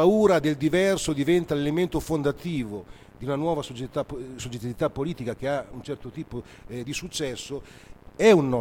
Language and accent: Italian; Bologna, Emilia-Romagna, Italy; La città di Bologna, io sono di Bologna, negli anni 70 era famosa a livello internazionale